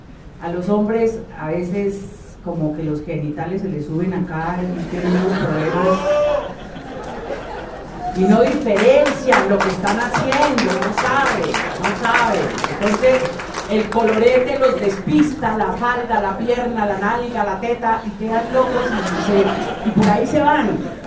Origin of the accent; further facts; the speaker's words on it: Valle del Cauca, Colombia; also born or lived in Bogotá; aunque soy vallecaucana, he vivido la mayor parte de mi vida en Bogotá, o siempre.